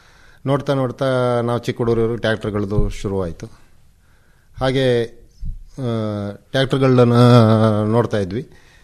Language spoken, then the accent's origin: Kannada; Halligadde, Karnataka, India; ನಾವು ಮೂಲತಃ ಕೃಷಿ ಕುಟುಂಬದಿಂದ ಬಂದವರು. ನನ್ನ ಊರು ಹಳ್ಳಿಗದ್ದೆ ಅಂತ, ಐಗೂರು ಗ್ರಾಮ, ಸಕಲೇಶಪುರ ತಾಲೂಕಲ್ಲಿದೆ. ಸಕಲೇಶಪುರದಿಂದ ಒಂದು 30 ಕಿಲೋಮೀಟರ್ ದೂರ, ಅಂದರೆ ಹತ್ರ ಕೊಡಗಿಗೂ ನಮ್ಮ ಹಾಸನ ಜಿಲ್ಲೆಗೂ ಬಾರ್ಡ್ರು, ಒಂದು 10 ಕಿಲೋಮೀಟರ್ ಬಾರ್ಡ್ರಲ್ಲಿ ನಮ್ಮ ಗ್ರಾಮ ಬರುತ್ತೆ.